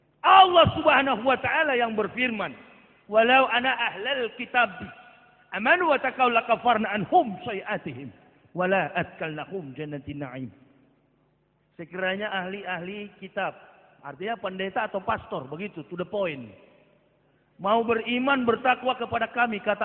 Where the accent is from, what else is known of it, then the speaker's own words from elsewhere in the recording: Manado, North Sulawesi, Indonesia; Saya orang Manado asli. Asli kafir, begitu.